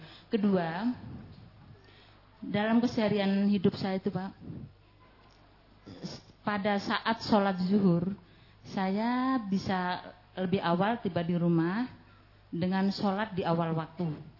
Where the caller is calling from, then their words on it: Pontianak, West Kalimantan, Indonesia; Perkenalkanlah, saya dari Pontianak tadi, Bu.